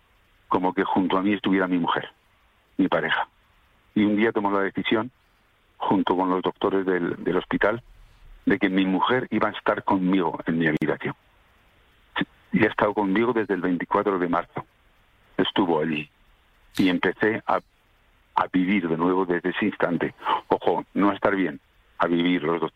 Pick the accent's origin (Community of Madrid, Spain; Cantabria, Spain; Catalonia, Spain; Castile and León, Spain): Castile and León, Spain; Salamanca; Yo soy una persona calurosa, soy un tipo de Salamanca.